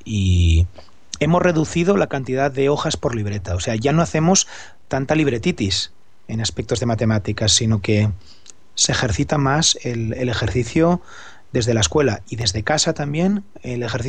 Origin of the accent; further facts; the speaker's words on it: Barcelona, Catalonia, Spain; Soy profesor de España, Barcelona, y doy actualmente clases en sexto de primaria.